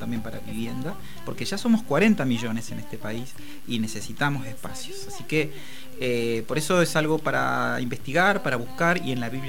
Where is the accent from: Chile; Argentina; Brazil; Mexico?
Argentina; La Plata, Buenos Aires Province; los que somos platenses nos vamos a Buenos Aires un día y volvemos con la cabeza así